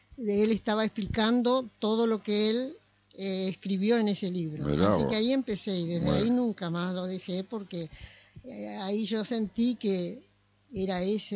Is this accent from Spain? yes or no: no; Mercedes, Corrientes, Argentina; born there; yo nací en Mercedes Corrientes, en una familia bastante numerosa